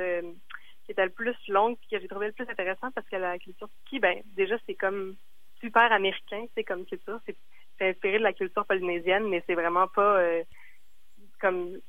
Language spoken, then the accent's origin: French; Quebec City, Quebec, Canada; now in Montreal, Canada; Comme j'habite à Montréal, mais je viens de Québec.